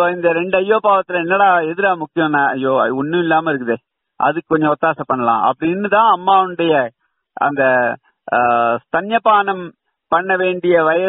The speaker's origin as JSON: {"language": "Tamil", "region": "Tamil Nadu", "country": "India", "tie": "born or raised there", "said": "சொந்த ஊர் கிடையாது ஆனா கீழ்நிற்குணம்னு போட்டுக்கிறதுக்கு காரணம் அந்த ஊர்லயே வளர்ந்தேன், அந்த ஊர்ல தான் படிச்சேன், அந்த ஊர்ல தான் இருந்தேன்."}